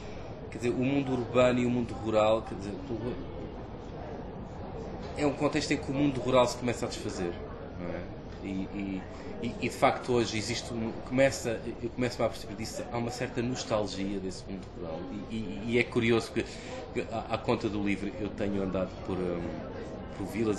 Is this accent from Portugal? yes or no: yes; Queluz, Lisbon, Portugal; Eu cresci em Queluz, anos 70 e 80, que é um dos grandes subúrbios de Lisboa